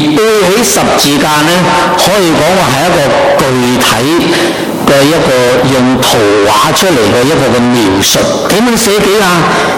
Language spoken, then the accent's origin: Cantonese; China; 我们回到我们中国人的文化里面呢